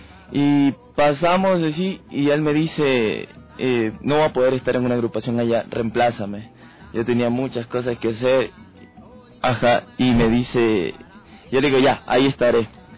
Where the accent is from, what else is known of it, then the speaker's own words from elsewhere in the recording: Esmeraldas, Ecuador; soy de Esmeraldas.